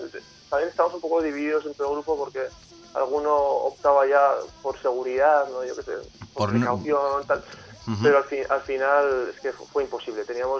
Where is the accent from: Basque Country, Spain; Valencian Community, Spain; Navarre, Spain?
Navarre, Spain; Pamplona; Nosotros somos de Pamplona, somos y teníamos en Madrid dos bolos seguidos